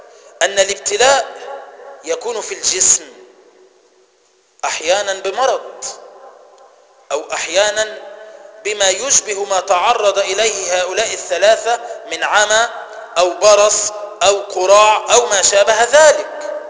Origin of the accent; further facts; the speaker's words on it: Egypt; تسمى عندنا في مصر كفر الشيخ